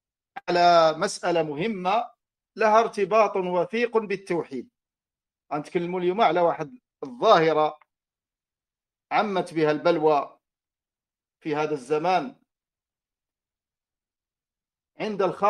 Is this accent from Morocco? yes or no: yes; Morocco; إنها لفرصة طيبة أن ألتقي بإخواني في بلدي المغرب